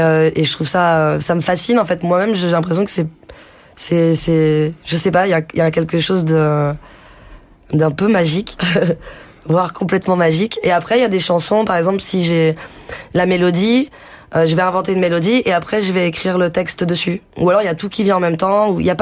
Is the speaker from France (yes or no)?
yes; France; même si on est français, il y a beaucoup de choses qui se mélangent